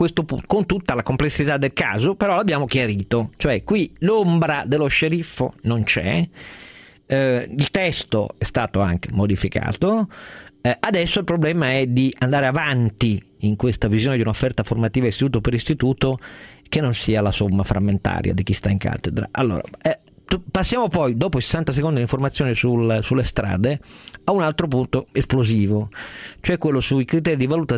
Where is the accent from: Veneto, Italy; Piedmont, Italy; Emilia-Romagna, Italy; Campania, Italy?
Piedmont, Italy; Turin; io da torinese ovviamente inizio ogni mattina di lì a leggere i giornali